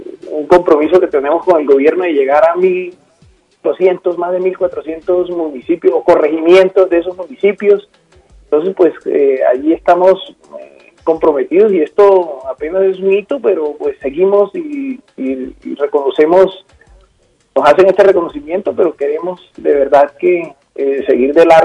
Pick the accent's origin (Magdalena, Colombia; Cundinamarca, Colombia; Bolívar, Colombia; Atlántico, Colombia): Magdalena, Colombia; Santa Marta; now in Bogotá, Colombia; Yo soy de Santa Marta, Colombia. Mucho orgullo.